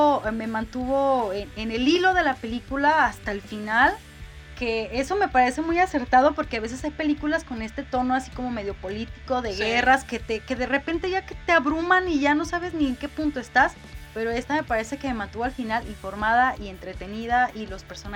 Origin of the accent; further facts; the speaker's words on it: Mexico; no tuvo nada que ver quizás con nosotros como mexicanos